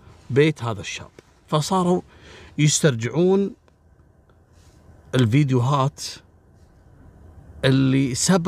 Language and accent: Arabic; Kuwait; عندنا في الكويت يسمونه بر الرحية